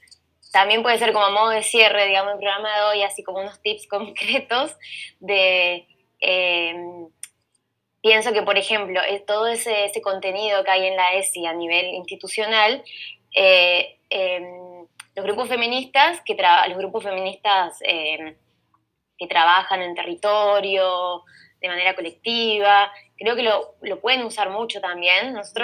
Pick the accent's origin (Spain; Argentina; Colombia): Argentina; yo soy del interior de la Argentina, ¿no?